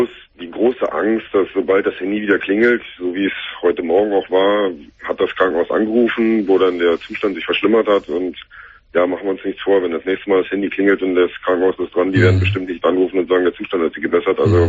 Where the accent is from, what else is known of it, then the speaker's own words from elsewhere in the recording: Berlin, Germany; moved away as an adult; ich bin schon seit Jahren weg aus Berlin. Also ich bin selber in Berlin geboren und auch bis zu meinem 22., 23. Lebensjahr habe ich hier verbracht.